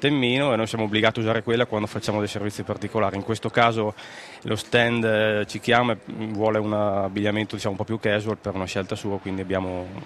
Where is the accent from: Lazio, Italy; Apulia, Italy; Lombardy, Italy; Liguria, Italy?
Lombardy, Italy; Mantua; born there; io sono mantovano, sono nato a Manto, papà mantovano, mamma sarda, di Iglesias, che è sud-ovest della Sardegna.